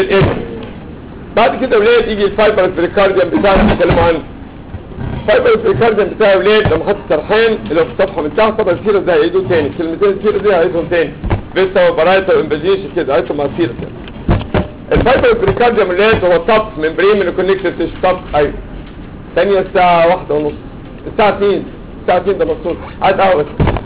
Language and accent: Arabic; Egypt; كلنا كده يعني انا منكم احنا مصريين ما اعرفش في الدول العربيه بيعملوا ايه